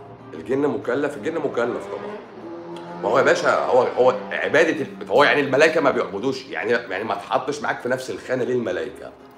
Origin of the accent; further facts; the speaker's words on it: Egypt; عندنا في مصر